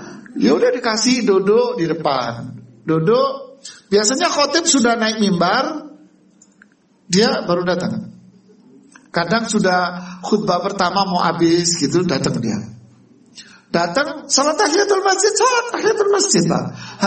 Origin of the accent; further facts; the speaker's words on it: Bangil, East Java, Indonesia; Kita orang Bangil sekota, namanya kota kecil.